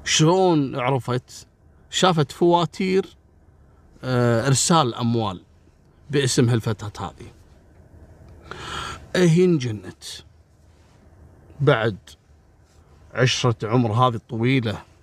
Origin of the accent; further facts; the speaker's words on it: Kuwait; عندنا في الكويت يسمونه بر الرحية